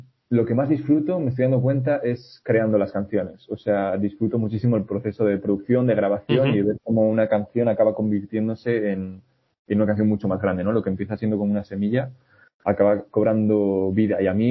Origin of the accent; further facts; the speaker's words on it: Quintana de Valdivielso, Castile and León, Spain; la Junta Vecinal de Quintana de Valdivielso, que es mi pueblo